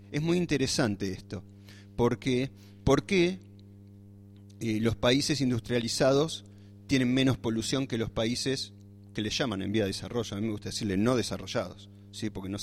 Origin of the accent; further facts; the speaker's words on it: Buenos Aires, Argentina; born there; moved away; en mi caso me escapé de un lugar así porque soy nacido en Buenos Aires